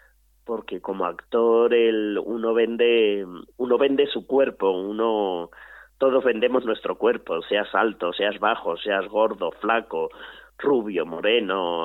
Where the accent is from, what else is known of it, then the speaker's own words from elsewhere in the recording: Alcázar de San Juan, Castilla-La Mancha, Spain; en mi pueblo, Alcázar de San Juan, un pueblo de... Bueno, es una ciudad, no yo digo pueblo porque me gusta decir pueblo